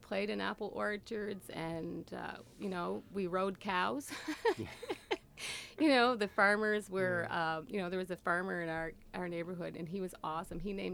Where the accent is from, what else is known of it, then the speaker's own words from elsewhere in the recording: Cove Head, Prince Edward Island, Canada; I grew up in Cove Head. It's one of the oldest communities in Prince Edward Island. It has the oldest road leading from the harbor all the way into Charlottetown. It's kind of historic for that. And it was a really amazing place to grow up.